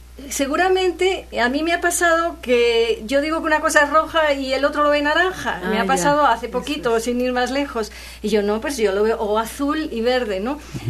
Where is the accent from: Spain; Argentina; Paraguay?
Spain; Castile; also born or lived in Andalusia; now in Veracruz, Mexico; yo me eduqué luego ya en Castilla y tengo el carácter más castellano, porque a los 15 días de nacer me llevaron de allá